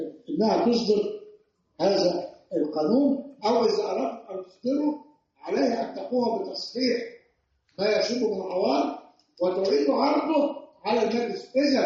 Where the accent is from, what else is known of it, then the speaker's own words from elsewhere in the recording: Egypt; بتكلم بالامثله الوضع عندنا في مصر. عندنا وضع في مصر القاضي ما بيتعرضش للدستوريه